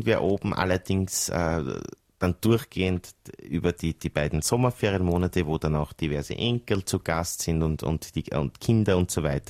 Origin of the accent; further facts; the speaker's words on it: Eisenstadt, Burgenland, Austria; also born or lived in Vienna; ich bin eine Burgenländerin, bin in Eisenstadt aufgewachsen und war auch vorwiegend immer in Eisenstadt tätig, außer meiner Zeit als Generalpräsidentin der österreichischen Sparvereine, da war ich dann 14 Jahre in Wien.